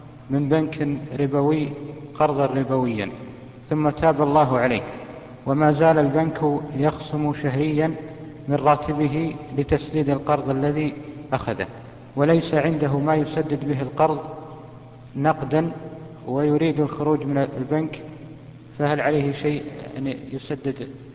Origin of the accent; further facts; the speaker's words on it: Kuwait; فضيلة الشيخ، أتينا من الكويت أنا وبعض الأخوة زيارة لكم في الله،